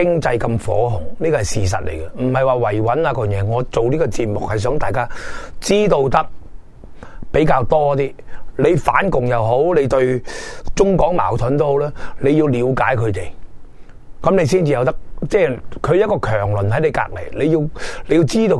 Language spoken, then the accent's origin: Cantonese; Hong Kong; 同埋我哋香港人对大陆好反感，因为佢只手伸到落嚟啦。